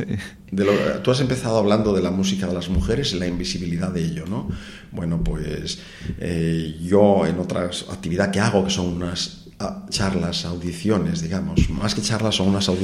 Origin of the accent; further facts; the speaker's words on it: Cantabria, Spain; now in Gijón, Spain; Yo vengo de Cantabria, aunque vivo en Gijón por elección propia, ¿eh?